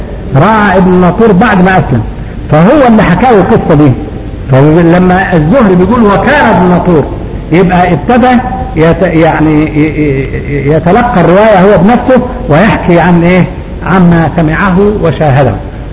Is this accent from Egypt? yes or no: yes; Upper Egypt, Egypt; لحد دلوقتي عندنا في الصعيد بيعملوا للحقل القمح مثلا او الفول